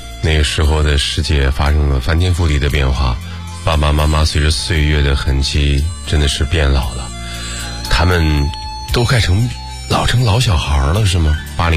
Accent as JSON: {"language": "Chinese", "region": "northern China", "country": "China", "said": "因为我是个北方人，我真的不太清楚上海年夜饭的样子"}